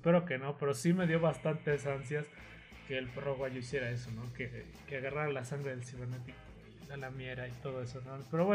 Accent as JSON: {"language": "Spanish", "country": "Mexico", "said": "somos público mexicano y no nos callamos para nada en las luchas"}